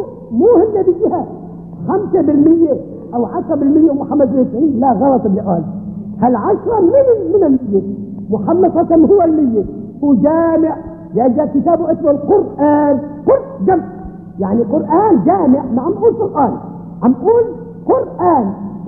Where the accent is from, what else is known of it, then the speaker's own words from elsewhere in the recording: Syria; مثلا بلادنا بلاد الشام بلاد سوريا